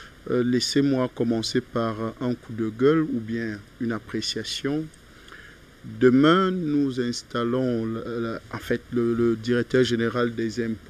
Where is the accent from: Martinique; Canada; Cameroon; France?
Cameroon; East; je suis originaire de la région de l'Est, département du Oignon, arrondissement de Ngelmunduka